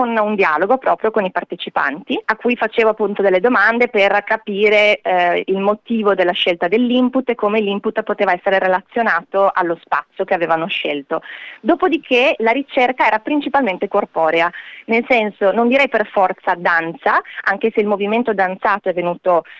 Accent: Vicenza, Veneto, Italy; born there; a Vicenza, che è la mia città natale

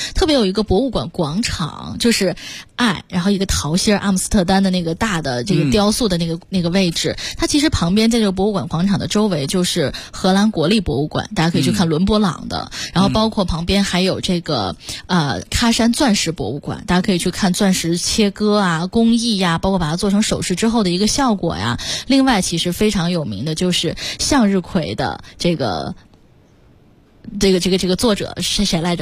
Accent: China; 可能对于我们中国人来讲，会有一种很特殊的情节和情绪在

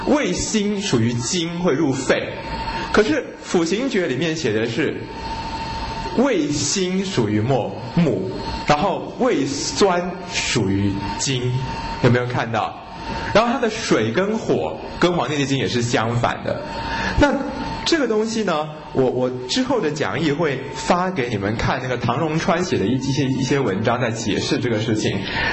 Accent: China; 那我们中国人说肺的气要能够收敛，能够肃降

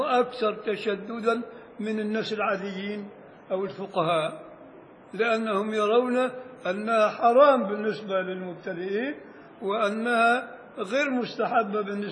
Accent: Beni Suef Governorate, Egypt; عندنا في الصعيد الأدنى بن شويف

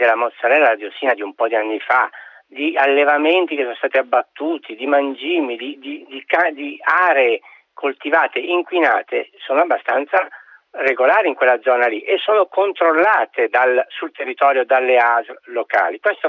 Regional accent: Sicily, Italy; Io sono siciliano

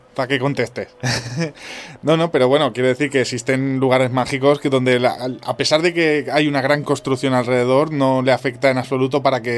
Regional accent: Calatayud, Aragon, Spain; yo doy fe de lo que dices de Aragón, porque yo soy de allí y, valga la redundancia, doy fe de ello. Soy de Calatayud, que es una zona también bastante mágica, dicen, sobre todo por el Monasterio de Piedra.

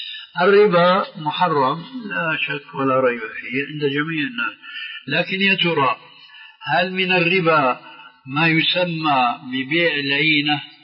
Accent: Syria

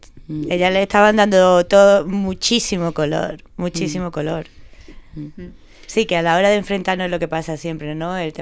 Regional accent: Andalusia, Spain; yo llamo una niña, soy de andaluza también

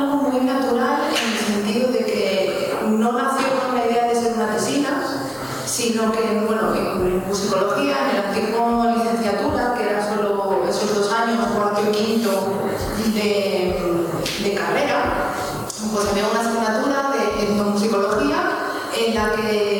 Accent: León, Castile and León, Spain; yo soy de León, a León tampoco podía desplazarme a hacer entrevistas

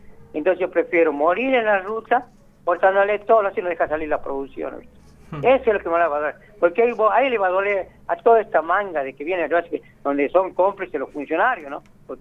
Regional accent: Argentina; Yo soy seré piquetero, pero soy patriota, soy argentino.

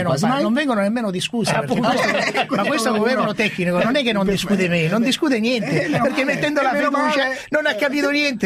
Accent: Sicily, Italy; now in Rome, Italy; Io sono siciliano e vivo 5 giorni, 6 giorni alla settimana a Roma.

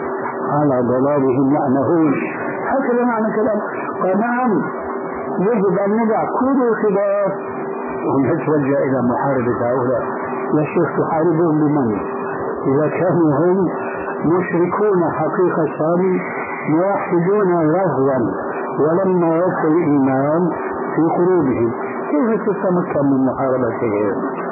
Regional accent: Syria; وقد وجد الشيخ عندنا في سوريا ألف رسالة

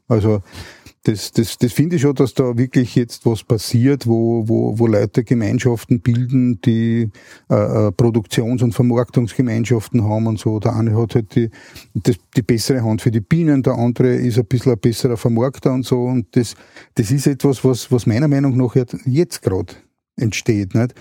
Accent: Vienna, Austria; Na, es war so, dass wir aufs Land gezogen sind. Also ich komme ursprünglich aus Wien.

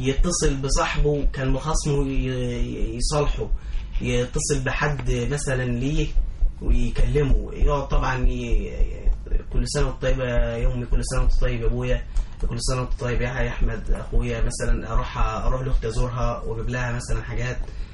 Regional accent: Asyut, Asyut Governorate, Egypt; انا من اسيوط

